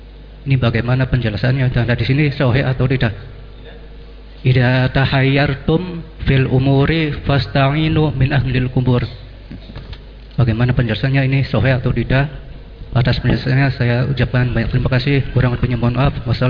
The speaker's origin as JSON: {"language": "Indonesian", "town": "Arjawinangun", "region": "West Java", "country": "Indonesia", "said": "saya dari Arjunangun"}